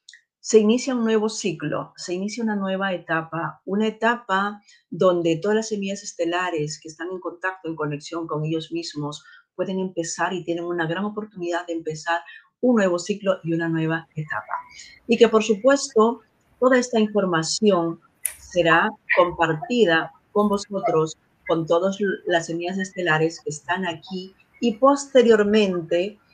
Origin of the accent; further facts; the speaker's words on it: Peru; moved away; cuando yo era niña, cuando yo estudiaba allí en mi país de origen, en Perú